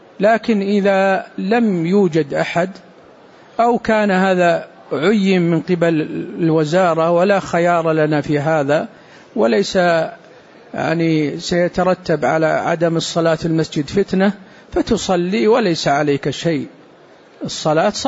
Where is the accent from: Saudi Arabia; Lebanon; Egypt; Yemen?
Saudi Arabia; وقد صدر عندنا في السعودية قرار بهذا